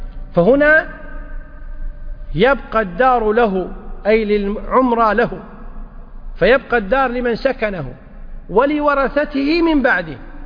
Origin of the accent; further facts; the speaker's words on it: Kuwait; حنا بالعامية عندنا بالكويت يقول هذه لك طول عمرك